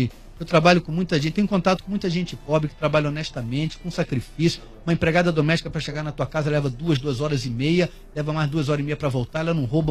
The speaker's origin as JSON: {"language": "Portuguese", "region": "Rio de Janeiro", "country": "Brazil", "tie": "born there", "said": "E a vida já é dura para mim, que nasci branco na Zona Sul do Rio de Janeiro."}